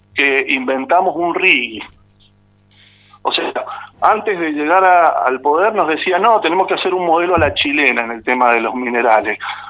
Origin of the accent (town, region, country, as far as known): Argentina